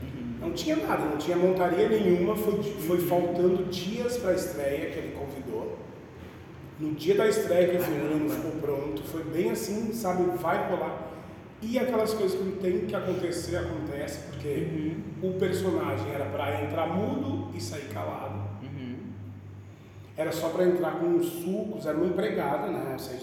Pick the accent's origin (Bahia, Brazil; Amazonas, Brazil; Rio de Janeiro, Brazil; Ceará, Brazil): Ceará, Brazil; now in Rio Grande do Sul, Brazil; Quando eu vim pro Rio Grande do Sul, né, que eu vim lá do Ceará.